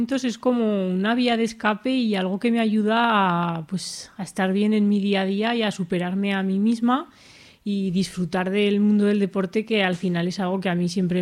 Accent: Alfamén, Aragon, Spain; fuimos a la Virgen de Lagunas, que es un sitio de allí cerca de mi pueblo de Alfamén

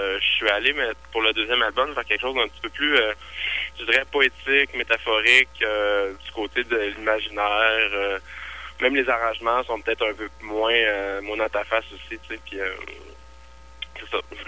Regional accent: Quebec, Canada; vu que je suis québécois puis que je suis francophone

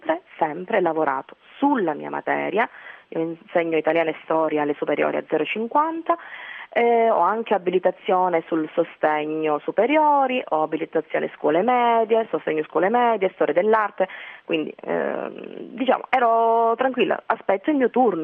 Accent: Calabria, Italy; Quindi io sono calabrese

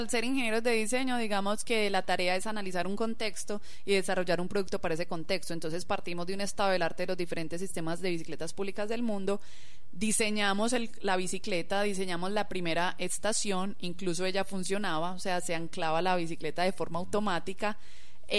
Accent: Antioquia, Colombia; nosotros somos muy orgullosos de los proyectos que hacemos como paisas

